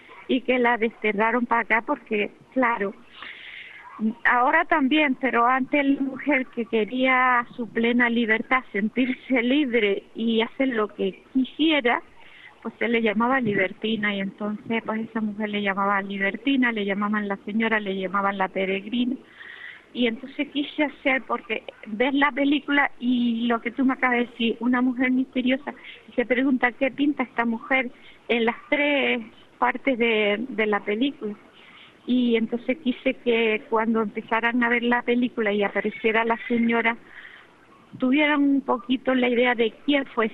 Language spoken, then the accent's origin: Spanish; Tefía, Canary Islands, Spain; mañana se estrena en Fuerteventura, en mi pueblo, en Tefía